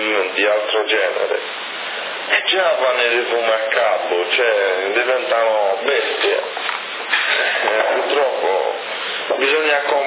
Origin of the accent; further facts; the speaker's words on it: Rome, Lazio, Italy; Capo, io sono romano